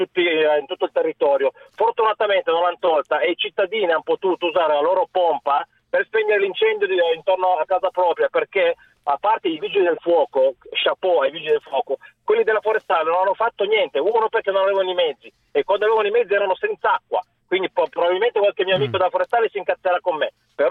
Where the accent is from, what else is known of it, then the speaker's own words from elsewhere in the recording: Piedmont, Italy; now in Cefalù, Italy; No, io sono piemontese, però mi sono trasferito a Cefalù per amore.